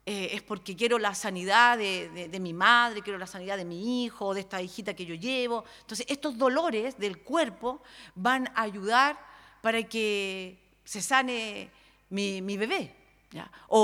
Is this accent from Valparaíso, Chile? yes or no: yes; Valparaíso, Chile; sobre todo los que somos acá de Valparaíso, Viña del Mar, Casablanca